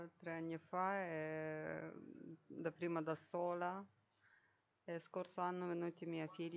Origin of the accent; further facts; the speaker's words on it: Ukraine; Italian is a second language; moved away as an adult; now in Rome, Italy; sono ucraina.